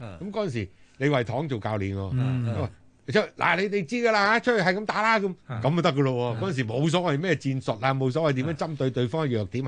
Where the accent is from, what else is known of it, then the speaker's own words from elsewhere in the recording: Guangdong, China; 就要有幾個球員識得所謂我哋廣東人叫做執生嘅